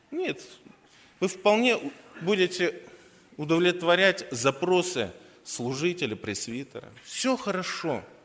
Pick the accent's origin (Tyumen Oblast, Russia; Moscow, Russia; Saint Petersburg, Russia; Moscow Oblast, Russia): Saint Petersburg, Russia; Нет, я коренной житель Петербурга был.